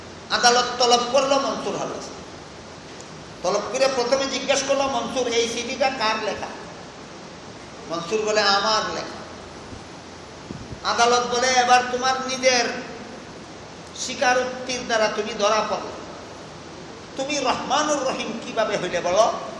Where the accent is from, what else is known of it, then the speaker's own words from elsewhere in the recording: Sylhet Division, Bangladesh; accent: Sylheti; আমরা সিলেটি ভাষায় আ মর সৈকার নি, আর নন সিলেটিদের ভাষায় সরে আ ময়ের সৈকার নি।